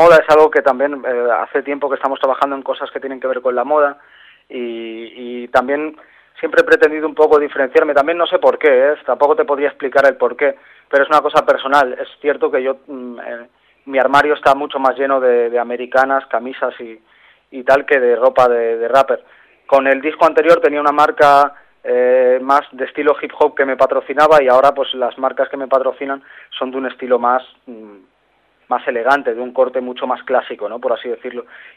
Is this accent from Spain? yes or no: yes; Balearic Islands, Spain; yo llevaba tiempo queriendo dedicar un tema a mi tierra, ¿no? Hablando un poco de las cosas de mi tierra, de lo que yo he visto de pequeño y de lo que hemos vivido, y ese tema pues está dedicado a las Baleares.